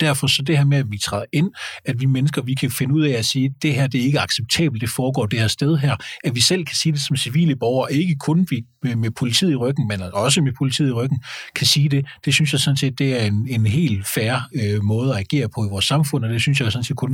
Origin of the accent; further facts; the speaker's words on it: Jutland, Denmark; nu er jeg fra Jylland, så det vil jeg være meget påpasset med at anmelde med det.